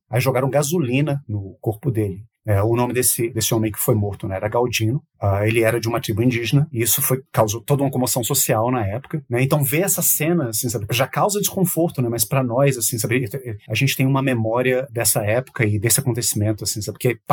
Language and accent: Portuguese; Brasília, Federal District, Brazil; especialmente chocante para nós que somos de Brasília